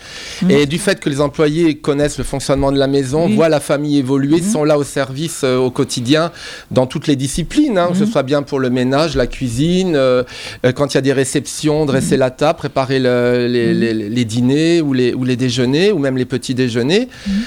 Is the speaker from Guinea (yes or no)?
no; France; nous, on a un regard d'occidentaux, on se place à travers, puisqu'on est français